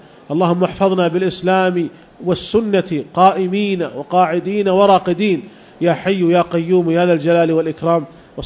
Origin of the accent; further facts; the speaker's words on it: Saudi Arabia; وعندنا في المملكة العربية السعودية تجربة في هذا